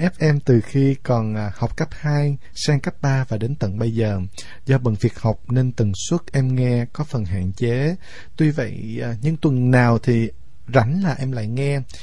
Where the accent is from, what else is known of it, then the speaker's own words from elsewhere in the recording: Sóc Trăng, Vietnam; sinh viên năm 3 của ngành công nghệ thực phẩm trường Đại học Cần Thơ. Quê em thì ở Sóc Trăng.